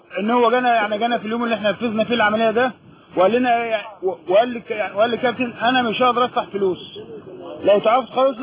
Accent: Egypt; يعني عندنا في مصر زي البازوكا ده زي الاربشير

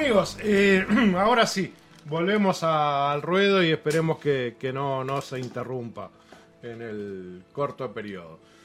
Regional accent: Uruguay; Como uruguayos y como orientales tenemos que señalar que no nos gustó, que nos afecta nuestra identidad

